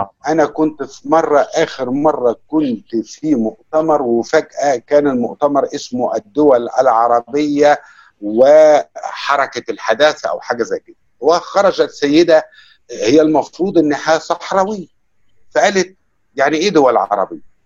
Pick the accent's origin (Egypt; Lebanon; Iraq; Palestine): Egypt; انا بالنسبه لي كمصري من وانا صغير بسمع اذاعه صوت العرب